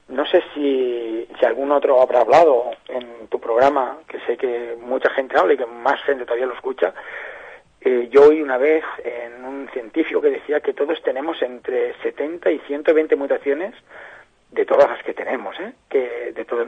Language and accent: Spanish; Catalonia, Spain; a mí me dicen que es que somos catalanes.